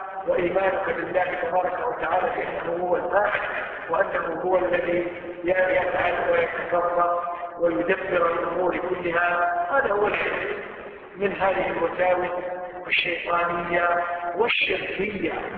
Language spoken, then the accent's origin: Arabic; Kuwait; شوف أي مستشفى عندنا في الكويت